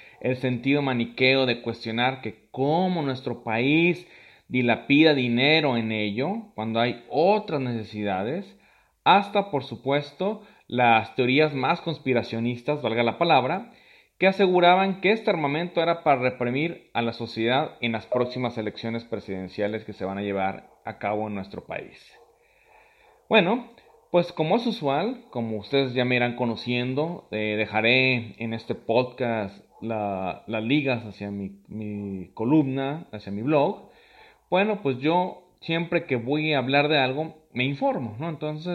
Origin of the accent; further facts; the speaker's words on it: Colima, Mexico; solamente en mi país, pues culminaré con pequeños detalles que ocurren en la sociedad colimense